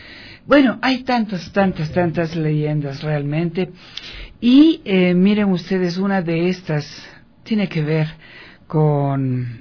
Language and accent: Spanish; Quito, Pichincha, Ecuador; una de las fortalezas de nuestra cultura como ecuatorianos, como quiteños, pues ha sido las leyendas.